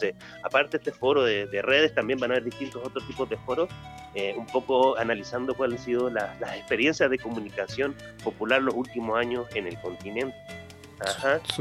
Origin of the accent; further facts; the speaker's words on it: Valparaíso, Chile; now in Mexico; yo soy de allá, de Valpo, no soy mexicano, llevo ya 10 años acá.